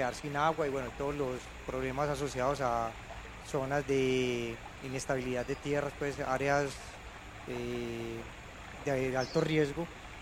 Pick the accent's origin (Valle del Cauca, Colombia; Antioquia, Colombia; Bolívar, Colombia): Antioquia, Colombia; Medellín; vengo de Medellín, y en Medellín me tocó ver suceder varios asuntos relacionados como con la protección de áreas